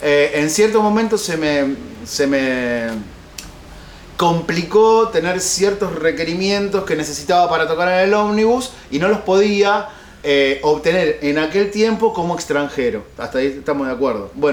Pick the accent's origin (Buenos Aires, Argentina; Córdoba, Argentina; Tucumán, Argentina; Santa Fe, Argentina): Buenos Aires, Argentina; Porque yo soy como porteño bastante mal hablado.